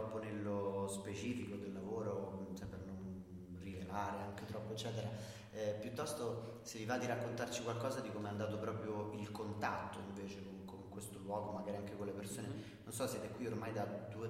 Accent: Umbria, Italy; io comunque sono umbro, quindi comunque da noi non è che non nevichi

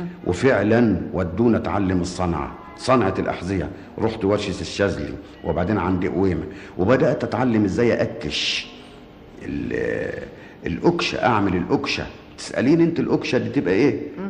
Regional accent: Damietta, Damietta Governorate, Egypt; born there; أنا ولدت في دمياط في 22/12 سنة 1908.

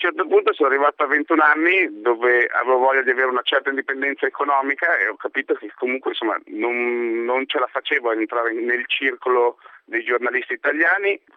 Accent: Lombardy, Italy; quando ero nel mio paesino in provincia di Pavia

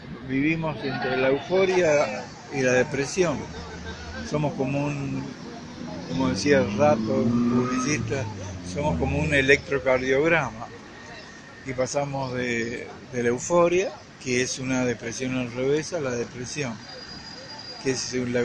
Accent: Mendoza, Argentina; moved away; yo me fui de Mendoza, como dice … ¿quién dice que me fui? Nada. Estoy siempre ligado a Mendoza

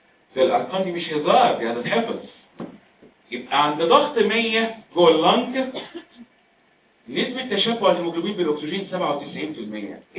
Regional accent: Egypt; انت عارف بلادنا مصر لا هي مرتفعات ولا منخفضات. احنا بلدنا على مستوى سطح البحر.

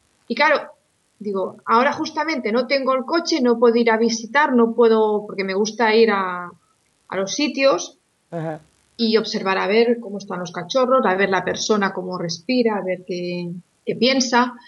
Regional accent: Spain; porque estoy como muchos españoles y la verdad está la cosa complicada.

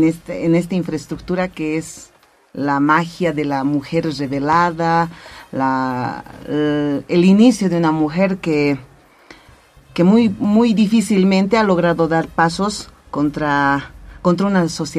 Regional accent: Oruro, Bolivia; estrenando el hospital en este pueblo natal, cuna de músicos. Es semillero de músicos, mi tierra linda.

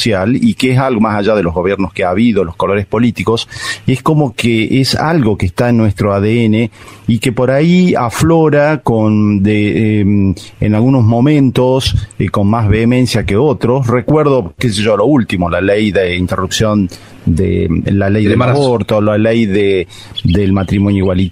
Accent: Argentina; nosotros tenemos una memoria como argentinos de participación en estos temas claves de la sociedad

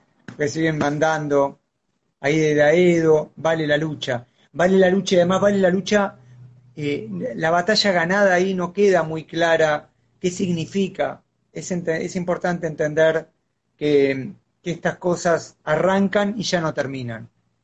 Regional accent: Buenos Aires, Argentina; Yo soy de Capital. Yo soy de Capital. Yo vivo en Paternal. Y soy muy porteño.

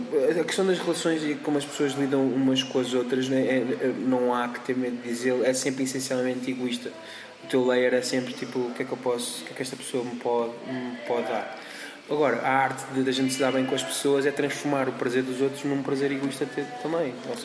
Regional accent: Portugal; Tipo, sou Tuga, nesse sentido sou bué da Tuga.

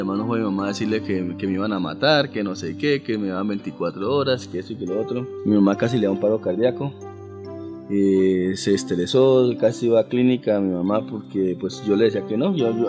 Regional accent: San Martín, Meta, Colombia; Mi pueblito, pues allá teníamos la casa de mi mamá, la casa materna con la que crecimos. Es un pueblo caliente, muy chévere para vivir

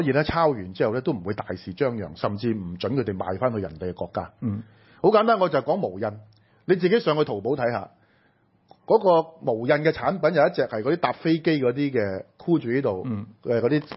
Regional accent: Hong Kong; 我哋香港人身受其福嘅所謂 CIPA 有冇真正攞到嘅著數啊？

